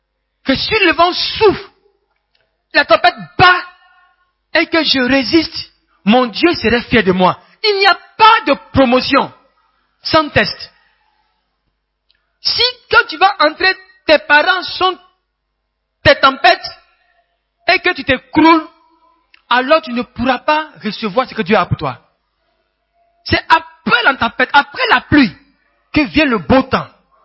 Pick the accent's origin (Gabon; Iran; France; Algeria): Gabon; Moi, je suis Gabonais.